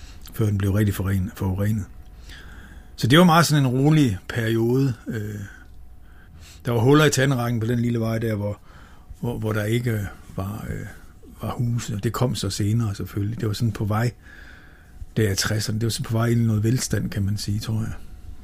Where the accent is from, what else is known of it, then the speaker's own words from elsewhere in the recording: Holstebro, Central Denmark Region, Denmark; born there; Jeg er født i Holstebro i 1960